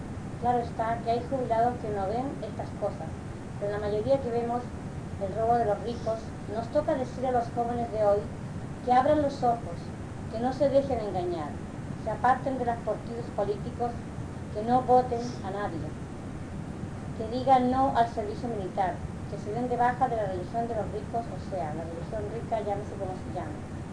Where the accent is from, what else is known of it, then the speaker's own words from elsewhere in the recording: Palma, Balearic Islands, Spain; also born or lived in Inca; Soy un obrero yesero ya jubilado. Estoy sobre los 80 años de edad. Soy mallorquín, nacido en el pueblo de Inca. Pero desde niño estoy residiendo en Palma.